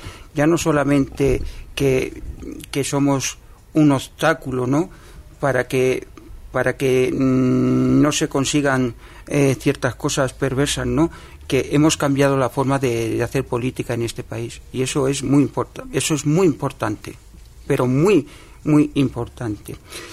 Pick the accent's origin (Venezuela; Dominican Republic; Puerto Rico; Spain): Spain; Moguer, Andalusia; a mi tierra, yo soy de un pueblo de la provincia de Huelva, Moguer